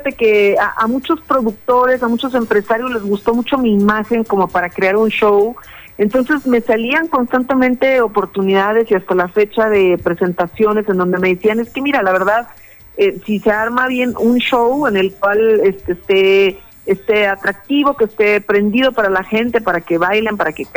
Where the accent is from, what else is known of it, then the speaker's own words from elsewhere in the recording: Jalisco, Mexico; Bueno, mira, yo soy de Jalisco, que es un estado de acá de México, soy del estado de Jalisco.